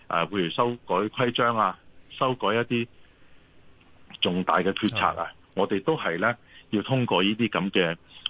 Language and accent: Cantonese; Fujian, China; now in Hong Kong; 咁譬如好似我哋福建人咧喺香港咧